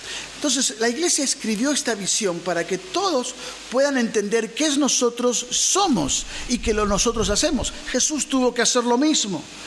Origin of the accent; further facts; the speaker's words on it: Argentina; que como argentinos decimos